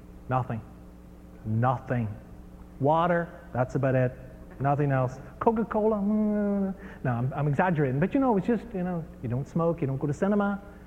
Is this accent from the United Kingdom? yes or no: no; Ireland; also born or lived in United States; I mean, I was brought up in Ireland where, you know